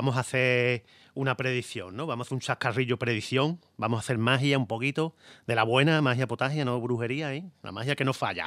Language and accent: Spanish; Jijona, Valencian Community, Spain; de turrón bueno, de Gijona, turrón de mi tierra.